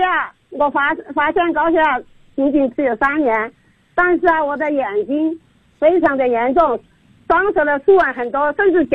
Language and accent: Chinese; Nanchong, Sichuan, China; 我是来自四川南充的，